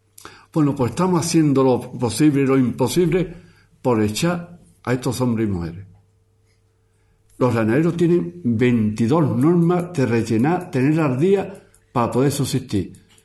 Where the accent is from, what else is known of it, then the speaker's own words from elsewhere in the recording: Marchena, Andalusia, Spain; Yo sabía que cuando íbamos a Sevilla, soy de Marchena, íbamos a Sevilla, al médico